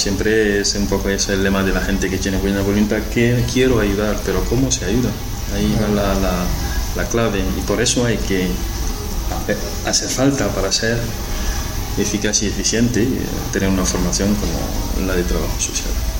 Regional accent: Senegal; Spanish is a second language; como yo soy de Senegal.

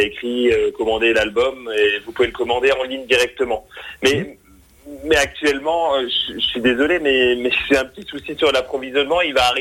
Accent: Nevillers, Grand Est, France; je suis originaire, si vous voulez, de Nevillers, près d'Auterbourg. C'est à 2-3 kilomètres de Mauternes.

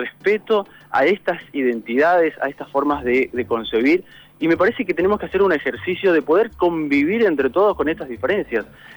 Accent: Argentina; La verdad que es preocupante lo que nos está pasando como argentinos

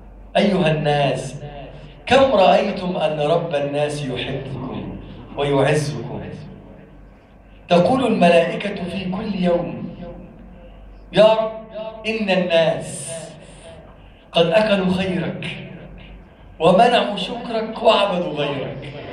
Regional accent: Egypt; اللهم احفظ بلدنا مصر من كل سوء واجعلها بلدا آمنا

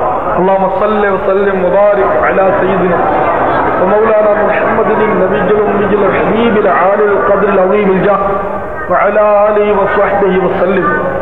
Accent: Karachi, Sindh, Pakistan; born there; آبائی گاؤں کتیانہ ہے، جوناگڑھ اسٹیٹ، چونکہ والدین وغیرہ کتیانہ ہی تھے اس لیے ہم کتیانہ ہی کہلاتے ہیں۔ ویسے میں کراچی میں پیدا ہوا ہوں

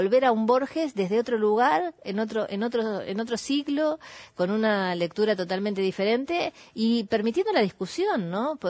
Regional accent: Burzaco, Buenos Aires Province, Argentina; como yo soy de Bursaco

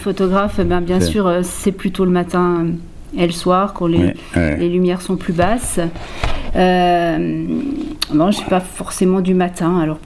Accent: Vagney, Grand Est, France; Oui, je suis originaire de Vanier.

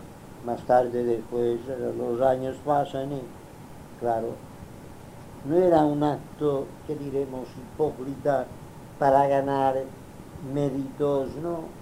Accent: Inca, Balearic Islands, Spain; born there; No, yo nací en Inca. ¿Cómo? En Inca, sí.

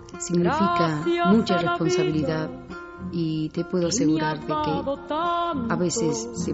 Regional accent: Tucumán, Argentina; born there; Yo nací en Tucumán. Tucumán es una pequeña ciudad que está al noroeste de la capital federal de la República Argentina.

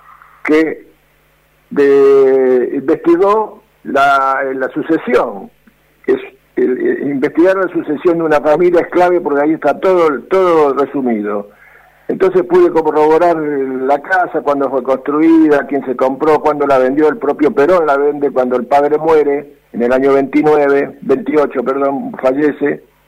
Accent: Buenos Aires, Argentina; Bueno, yo soy de Flores. Nací y estoy criado en Flores y vivo en la casa donde nací.

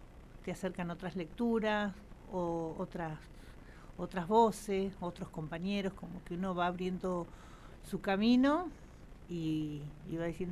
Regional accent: Santa Rosa, La Pampa, Argentina; Nacida en Santa Rosa, sí.

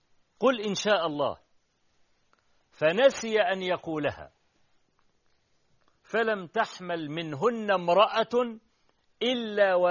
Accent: Egypt; عندنا في مصر

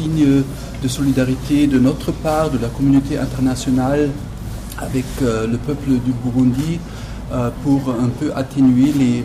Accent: Germany; French is a second language; C'est la même chose chez nous en Allemagne

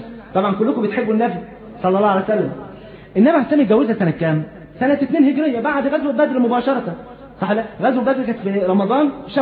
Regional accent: Egypt; يعني على سبيل المثال احنا عندنا في مصر هنا كان مثلا من 40-50 سنه

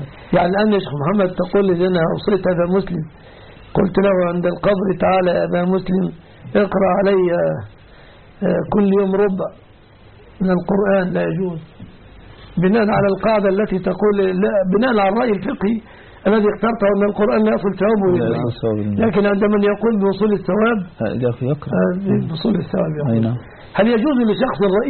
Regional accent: Egypt; وأسأل الله أن يحفظ بلادنا مصر آمنة مطمئنة

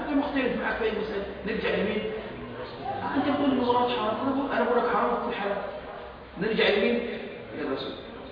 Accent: Egypt; عندنا في مصر مشايخ على السنة؟

